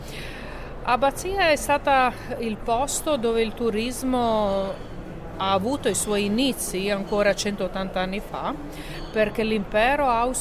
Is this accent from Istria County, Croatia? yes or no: no; Primorje-Gorski Kotar County, Croatia; Poi la regione del Quarnero, da dove vengo io, che si trova nella parte settentrionale della Croazia, cioè dell'Adriatico, molto vicina all'Italia.